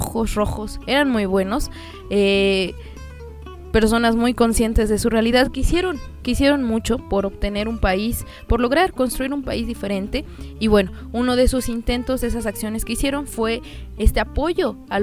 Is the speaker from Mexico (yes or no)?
yes; Mexico; nos afecta porque todos somos mexicanos y tenemos que estar conscientes de qué es lo que pasa en nuestro país.